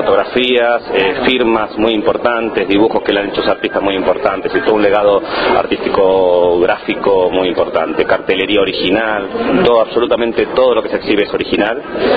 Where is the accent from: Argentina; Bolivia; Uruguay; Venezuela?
Argentina; now in Madrid, Spain; la fundación tiene sede en Madrid, hace 13 años que estamos trabajando desde Madrid, digamos que es nuestra base de operaciones, pero soy argentino